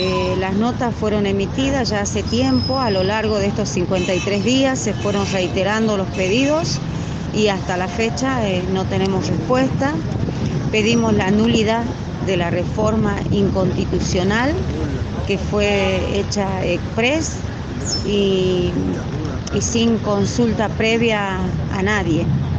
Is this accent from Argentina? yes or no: yes; Perico, Jujuy, Argentina; soy de Perico El Pongo, Coyamarca. Bueno, nos encontramos acá en Buenos Aires desde hace 53 días, cumplimos hoy.